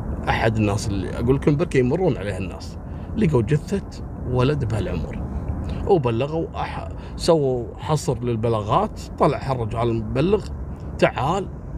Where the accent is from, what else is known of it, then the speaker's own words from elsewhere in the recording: Kuwait; حصلت عندنا في الكويت.